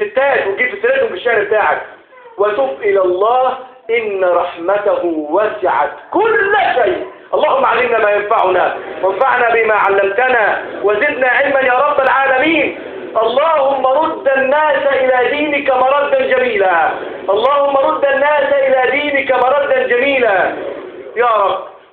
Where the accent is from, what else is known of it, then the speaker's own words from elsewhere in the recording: Egypt; اللهم ارض بلدنا مصر